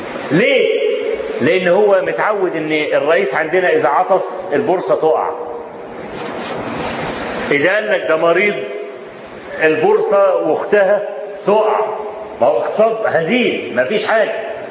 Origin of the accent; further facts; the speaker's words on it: Egypt; وأنا ما بقولش كده عشان أنا مصري